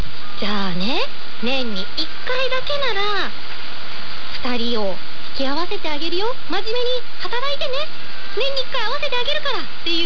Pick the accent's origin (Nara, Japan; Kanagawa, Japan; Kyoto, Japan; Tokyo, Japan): Kanagawa, Japan; Hiratsuka; 私の出身地である神奈川県の平塚市はすごく七夕祭りが有名なんですよ。